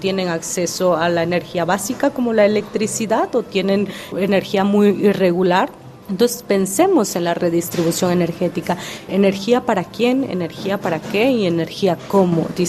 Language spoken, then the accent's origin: Spanish; Oaxaca, Mexico; Spanish is a second language; Sí, la lengua de mi pueblo es la lengua Angpong. Es de Shengitin, Awindeca, Pendeca, Yomadeca, desde Ampensame, Tecange, Oaxaca, México.